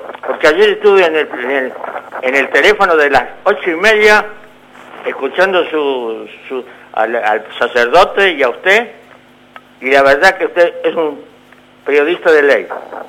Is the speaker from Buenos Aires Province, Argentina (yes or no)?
yes; Carhué, Buenos Aires Province, Argentina; now in Buenos Aires, Argentina; Yo voto en Capital Federal, voto, puedo decir. Soy original de Carué.